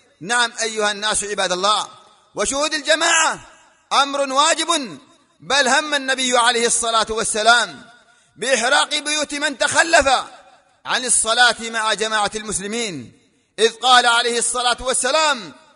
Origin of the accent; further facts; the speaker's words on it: Yemen; وما يحصل في بلادنا اليمن